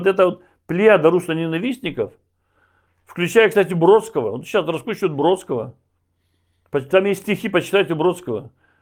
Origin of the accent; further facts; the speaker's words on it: Belarus; твой земляк приехал из Беларуси, я же из Беларуси родом.